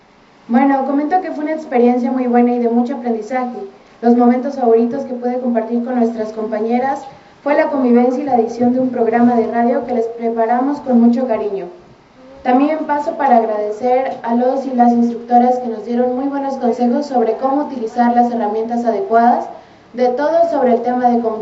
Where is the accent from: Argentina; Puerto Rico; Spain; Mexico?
Mexico; Oaxaca; vengo del Istmo de Tehuantepec